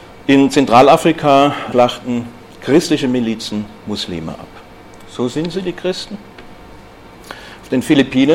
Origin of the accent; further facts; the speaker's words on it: Stuttgart, Baden-Württemberg, Germany; Ich komme ja aus Stuttgart.